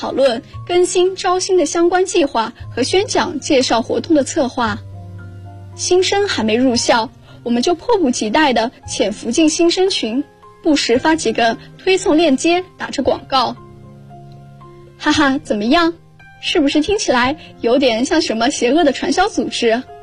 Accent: Beijing, China; now in Nanjing, China; 来自北京，我在南京大学。距离我的家乡1020公里

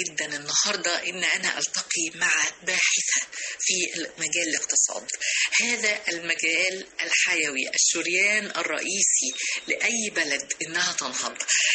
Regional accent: Egypt; وتمنوا تتحقق هنا في بلدنا مصر

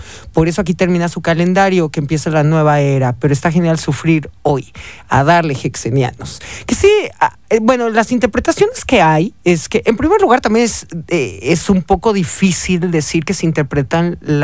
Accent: Mexico; como buenos mexicanos sabes que nos burlamos de todo, ¿no?

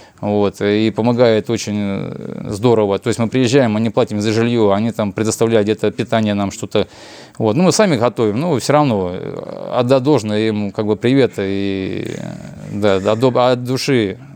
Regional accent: Bryansk, Bryansk Oblast, Russia; Да, я местный житель, я брянский коренной житель.

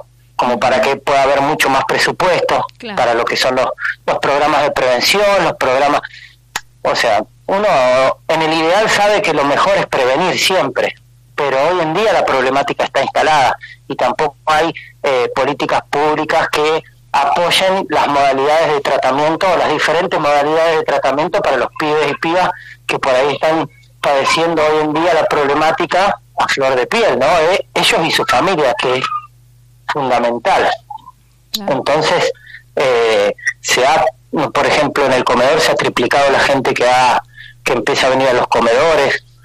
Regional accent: Buenos Aires, Argentina; moved away as an adult; yo soy oriundo de Buenos Aires, yo trabajé en comunidades terapéuticas allá y vine en el año 2010

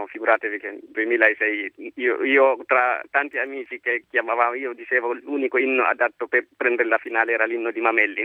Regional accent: Guinea; now in Naples, Italy; Io sono della Guinea.

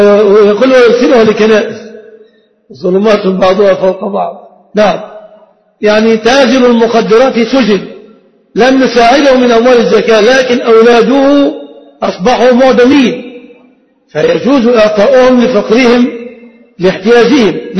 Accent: Egypt; الفقير سيارة من زكاة المال ليس في عرفنا كمصريين، لأن أغلب المصريين لا يمتلكون سيارة

